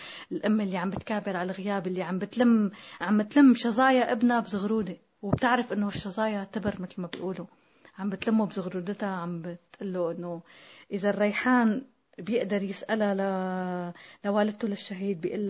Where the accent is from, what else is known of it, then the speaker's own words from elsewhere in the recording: Tartus, Tartus Governorate, Syria; كتبت أنا من طرطوس هون رسالة لحتى ندل علينا نحن